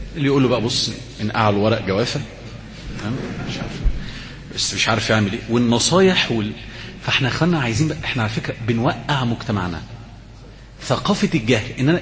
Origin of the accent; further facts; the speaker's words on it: Alexandria, Alexandria Governorate, Egypt; كنا زمان كنا في منطقه عندنا في اسكندريه اسمها حاره البقطريه